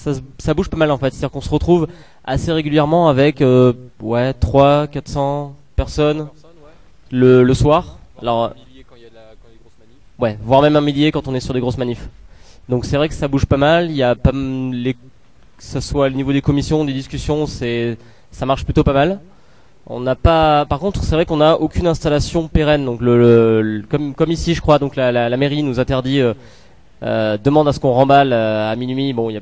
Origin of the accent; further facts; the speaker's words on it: Toulouse, Occitanie, France; donc on est de Toulouse, donc on a vu pas mal ce que ça donnait là-bas